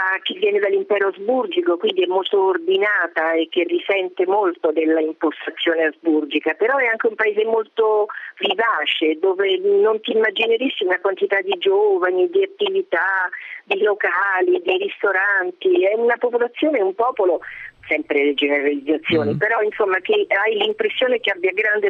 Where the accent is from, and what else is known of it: Rome, Lazio, Italy; now in Zagreb, Croatia